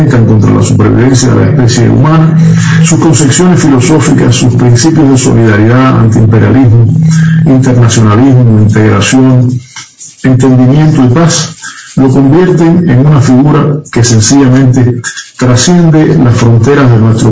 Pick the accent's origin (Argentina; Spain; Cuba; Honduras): Cuba